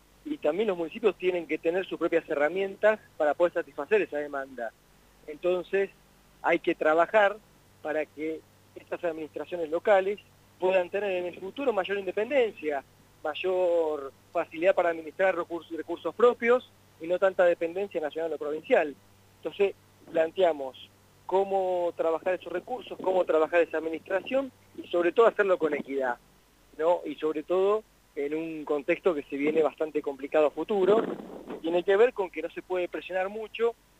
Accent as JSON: {"language": "Spanish", "town": "Huatraché", "region": "La Pampa", "country": "Argentina", "tie": "born or raised there", "said": "yo soy pampeano, nací en Huatraché, viví acá y fui a Buenos Aires a estudiar. Después tuve alguna experiencia laboral en Buenos Aires, en la provincia de Buenos Aires también."}